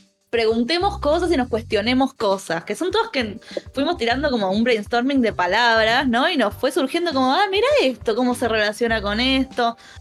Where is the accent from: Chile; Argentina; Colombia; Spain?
Argentina; Buenos Aires; Sí, soy una señora de Recoleta.